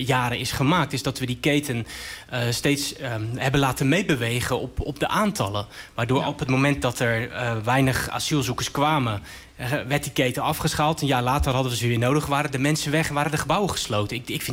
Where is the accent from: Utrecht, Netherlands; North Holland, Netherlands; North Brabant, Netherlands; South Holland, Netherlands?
South Holland, Netherlands; Rotterdam; Ik kom zelf uit Rotterdam.